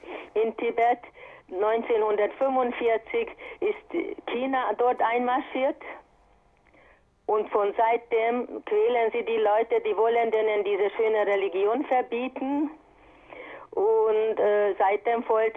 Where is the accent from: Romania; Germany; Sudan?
Romania; Transylvania; Ich bin aus Siebenbürgen.